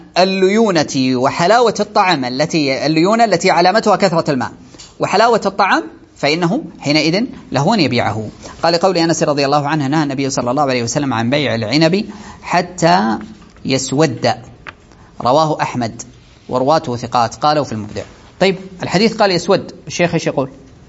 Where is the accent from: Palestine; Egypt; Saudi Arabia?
Saudi Arabia; هذه عندنا في السعودية نأخذها من فوق